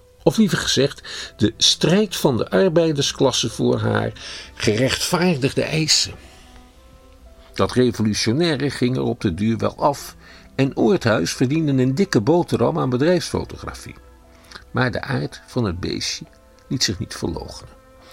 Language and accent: Dutch; Schiedam, South Holland, Netherlands; ik ben een Schiedammer van een zekere leeftijd. Toen ik opgroeide, was het bij ons al lang niet meer zo'n Jeneverstad meer.